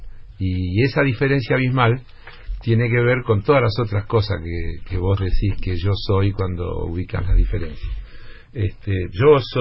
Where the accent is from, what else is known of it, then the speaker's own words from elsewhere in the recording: Argentina; Porque yo soy argentino